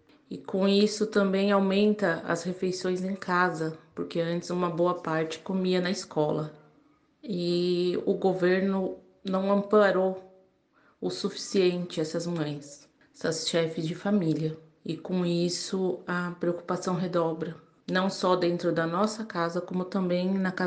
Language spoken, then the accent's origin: Portuguese; São Bernardo do Campo, São Paulo, Brazil; sou de São Bernardo do Campo